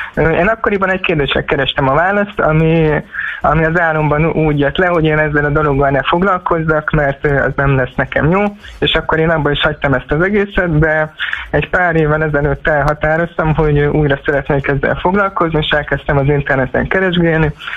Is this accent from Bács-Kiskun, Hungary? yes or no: yes; Kecskemét, Bács-Kiskun, Hungary; itt Kecskeméten, én kecskeméti vagyok